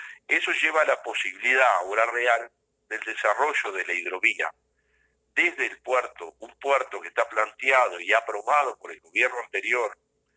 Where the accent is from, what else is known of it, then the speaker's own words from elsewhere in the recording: Uruguay; nosotros somos la delegación uruguaya, que está presidida por quien habla.